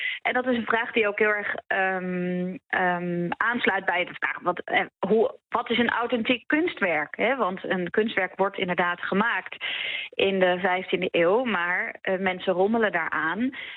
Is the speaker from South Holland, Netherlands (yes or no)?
no; Utrecht, Netherlands; Ik kom zelf ook uit Utrecht